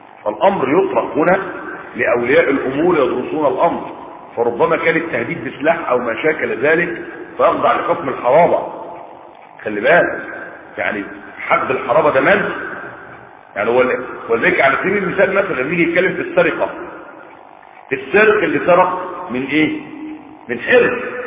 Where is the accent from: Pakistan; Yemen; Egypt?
Egypt; عندنا في مصر هنا